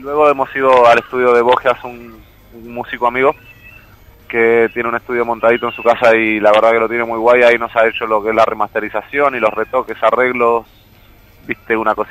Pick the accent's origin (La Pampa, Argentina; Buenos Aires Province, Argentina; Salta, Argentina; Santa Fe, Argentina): Buenos Aires Province, Argentina; La Plata; Yo soy de Plata, Argentina.